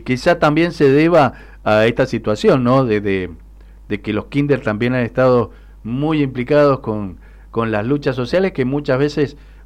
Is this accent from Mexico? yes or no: no; Mendoza, Argentina; nos da mucho orgullo como mendocinos, mendocinas, mendocines